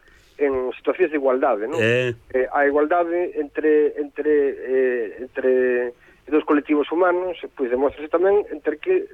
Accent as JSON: {"language": "Galician", "region": "Galicia", "country": "Spain", "said": "queremos vivir como, como galegos e actuar como galegos e ser galegos simplemente"}